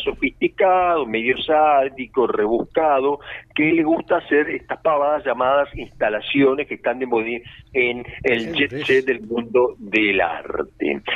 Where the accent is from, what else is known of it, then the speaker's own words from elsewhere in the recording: Uruguay; puesto que yo también soy un uruguayo y me interesa lo que hacemos.